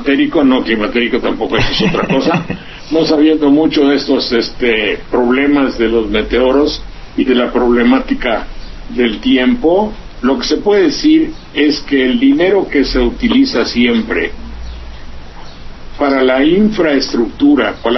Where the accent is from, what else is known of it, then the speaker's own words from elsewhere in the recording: Veracruz, Mexico; el río Sedeño, entre Jalapa y mi pueblo.